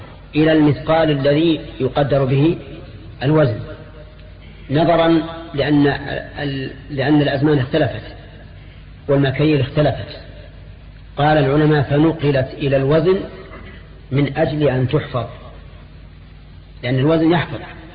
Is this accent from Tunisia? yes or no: no; Al-Qassim, Saudi Arabia; بينما المد عندنا في القصيم ثلث الصاع